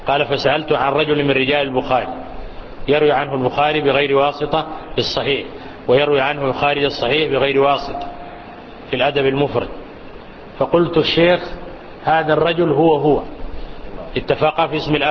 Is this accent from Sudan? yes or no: yes; Sudan; للمؤلف تلاميذ متوافرون عندنا في السودان